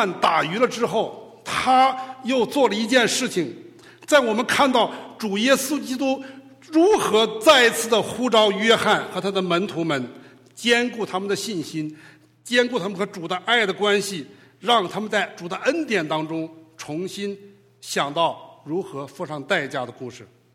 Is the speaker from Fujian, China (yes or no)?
no; Beijing, China; now in United States; 我是北方人，我是北京人，所以我爱吃面